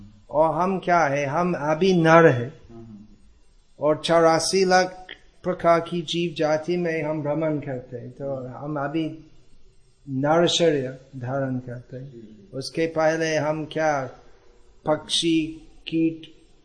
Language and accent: Hindi; Gujarat, India; तापी जिला में